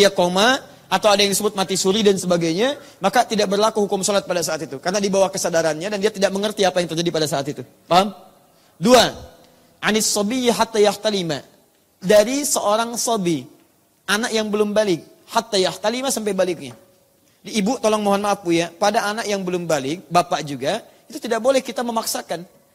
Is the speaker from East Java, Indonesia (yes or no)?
yes; Surabaya, East Java, Indonesia; born there; now in Jakarta, Indonesia